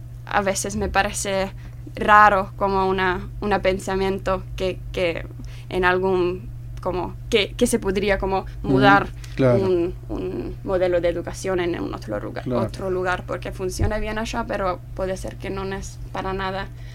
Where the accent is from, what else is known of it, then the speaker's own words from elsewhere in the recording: Helsinki, Uusimaa, Finland; Spanish is a second language; Sí, sí, uh-huh. sí. Como afuera del capital, pero sí. Ajá. Paso... la mayoría de mi vida al capital.